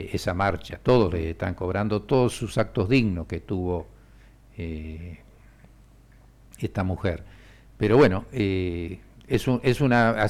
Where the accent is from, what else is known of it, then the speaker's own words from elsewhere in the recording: Argentina; da pena como argentino tener esta Corte Suprema